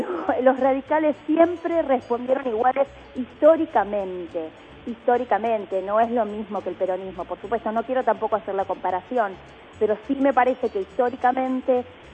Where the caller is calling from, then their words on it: Olivos, Buenos Aires Province, Argentina; soy de Olivos.